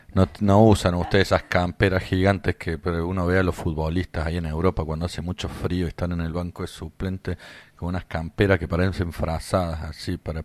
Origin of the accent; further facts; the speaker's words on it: Córdoba, Argentina; accent: Cordoban; se nota, sí, nuestra tonada cordobesa